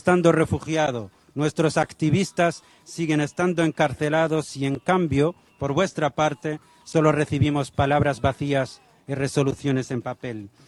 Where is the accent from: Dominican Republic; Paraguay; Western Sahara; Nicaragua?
Western Sahara; Esta es la sangre que representa nuestro sufrimiento como pueblo saharaui, pero también esta es la sangre que dignifica nuestra lucha y que refuerza nuestra voluntad. Señores, en el Sáhara Occidental seguimos sufriendo, seguimos sangrando